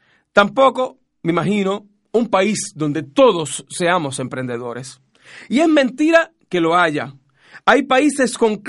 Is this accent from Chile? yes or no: yes; Chile; nosotros como chilenos o los que vivimos acá